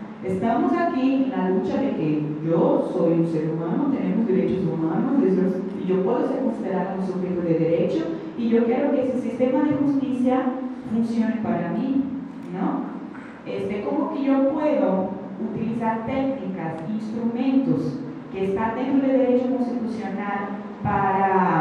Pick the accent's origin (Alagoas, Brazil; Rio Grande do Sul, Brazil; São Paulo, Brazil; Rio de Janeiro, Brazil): Alagoas, Brazil; Maceió; De allá, porque yo soy de Maceió